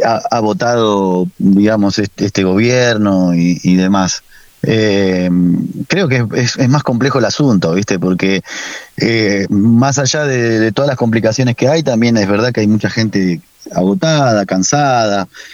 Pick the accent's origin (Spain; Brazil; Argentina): Argentina; que nos representan muchísimo como argentinos también